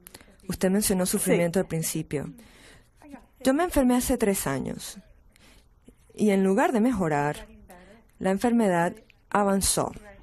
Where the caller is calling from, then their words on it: Pennsylvania, United States; Soy de Pensilvania.